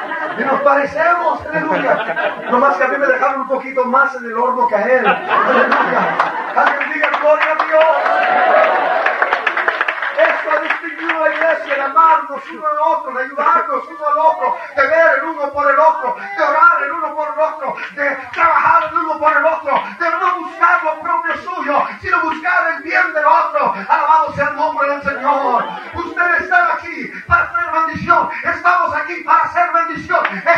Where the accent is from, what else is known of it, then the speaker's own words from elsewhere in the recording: United States; Yo realmente ni siquiera soy mexicano. Yo soy de Estados Unidos. Arriba al norte.